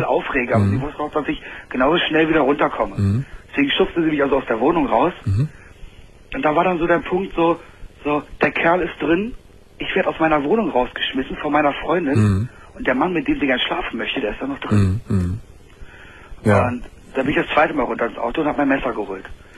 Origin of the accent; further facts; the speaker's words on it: Berlin, Germany; ich bin in Berlin auf der Straße aufgewachsen.